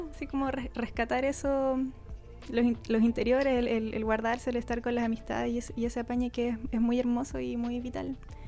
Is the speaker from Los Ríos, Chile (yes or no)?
no; Quilpué, Valparaíso, Chile; now in Valparaíso, Chile; Mitad Quilpué, mitad Valparaíso, porque como la adolescencia la pasé en Quilpué y después me vine a Valpo, estuve como 2 años creo viviendo en Valparaíso y ahora volví y me fui a vivir al cerro, a Quilpué, al cerro, un lugar muy hermoso con muchos árboles.